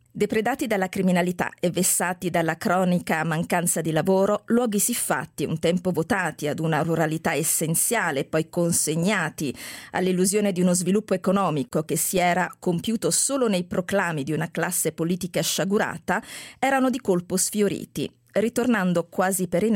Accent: Apulia, Italy; Devo dire che da pugliese mi piace molto questa capacità che hai

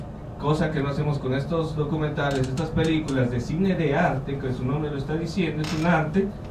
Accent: Mexico; Cómo piensan ustedes que le podemos hacer nosotros como mexicanos cambiar esto?

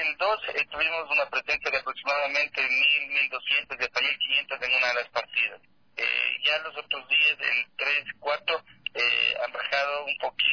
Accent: Ecuador; Es decir, que debemos conocer primero lo nuestro para decir somos ecuatorianos orgullosamente.

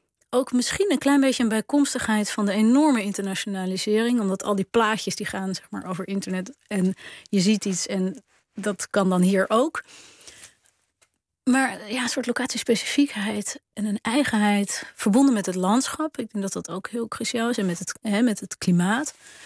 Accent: Haarlem, North Holland, Netherlands; born there; Ik ben geboren in Haarlem. Ik heb toen een uitstapje in Frankrijk gemaakt. Een paar maanden. En toen in Delft.

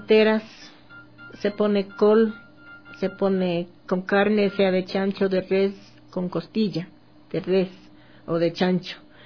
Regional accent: Quito, Pichincha, Ecuador; Nos criamos aquí en Quito, pero temporalmente sí bajábamos a visitar a nuestros padres, porque ellos bajaban año a año a pasar las vacaciones allá.

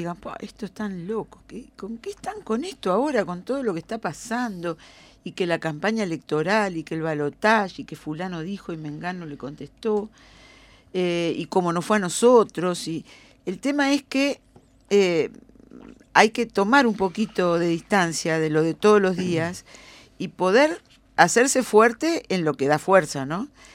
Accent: Uruguay; Primero somos uruguayos nosotros. Seas de Carrasco o del Borro.

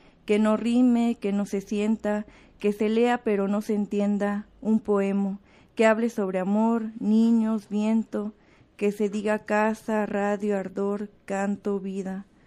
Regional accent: Mexico; now in Guadalajara, Mexico; somos 10 mujeres mexicanas, igual que residimos en Guadalajara.

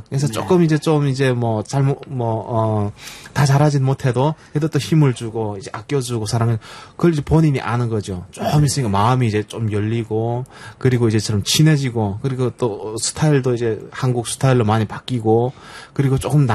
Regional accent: North Korea; 저를 포함해 그 우리 그 북한에서 온 영혼 그 친구들이

